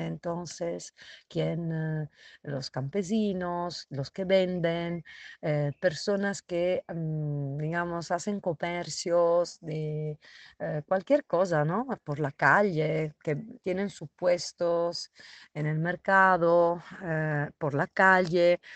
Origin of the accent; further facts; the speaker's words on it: Italy; now in Bolivia; soy italiana, pero hace muchos años trabajo en Bolivia, en la cárcel San Pedro de La Paz.